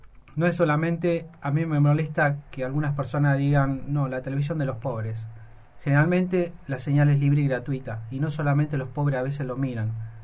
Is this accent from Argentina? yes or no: yes; Chaco, Argentina; Yo vengo del Chaco del Impenetrable